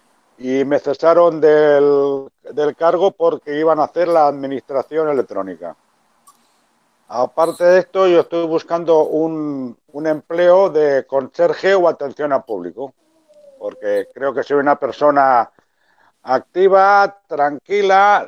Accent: Barcelona, Catalonia, Spain; tengo 59 años, soy de Barcelona.

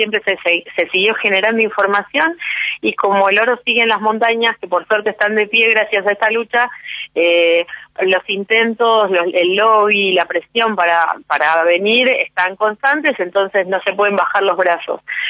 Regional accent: San Miguel, Buenos Aires Province, Argentina; now in Esquel, Argentina; Soy de San Miguel, así que por eso conozco Moreno, le decía la productora, pero ya hace muchos años que vivo acá en Esquel.

